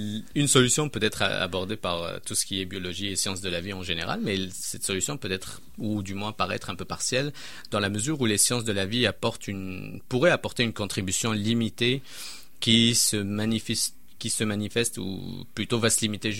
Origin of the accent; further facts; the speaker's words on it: Canada; et ça se passe même chez nous au Canada